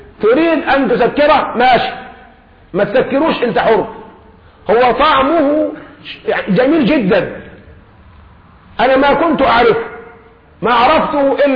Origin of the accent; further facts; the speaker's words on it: Egypt; نحن كمصريين الخبز على كل مائدة، في الفطار، في الغداء، في العشاء خبز